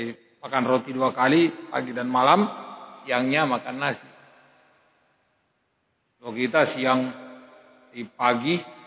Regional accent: Indonesia; Kita ini dari Indonesia

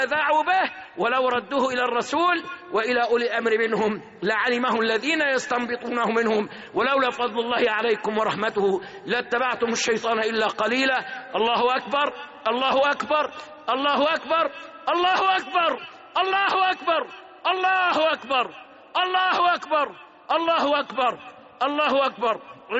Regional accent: Egypt; اللهم احفظ بلادنا مصر

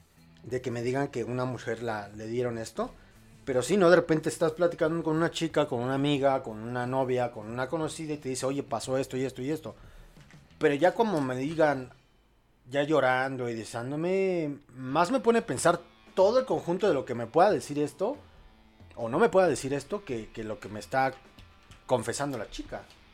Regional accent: Mexico; al menos en mi país, en México

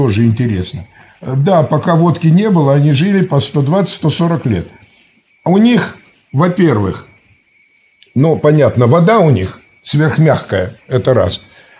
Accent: Siberia, Russia; У нас всегда в Сибири, я сам сибиряк

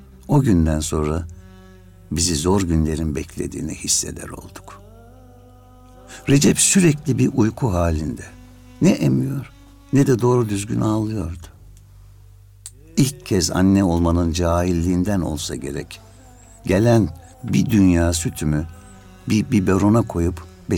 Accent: Antalya, Turkey; now in Istanbul, Turkey; 1959 yılında Antalya'da doğdum. Liseyi, ilkokulu, ortaokulu Antalya'da bitirdim. Sonra İstanbul Devlet Konservatuarı'na girdim.

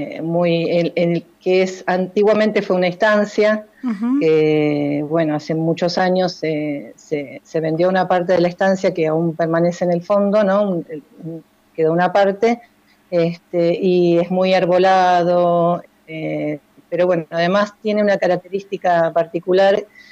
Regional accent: La Plata, Buenos Aires Province, Argentina; y criada en un barrio, ¿no? En un barrio que se llama El Retiro, en las afueras de La Plata.

